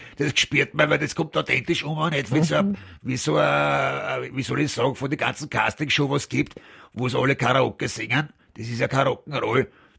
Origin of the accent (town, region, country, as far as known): Austria